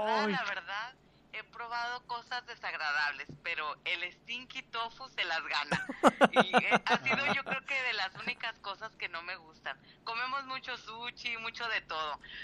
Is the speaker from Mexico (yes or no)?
yes; Mexico; now in El Paso, United States; cuando nos fuimos de México a El Paso, que es frontera con México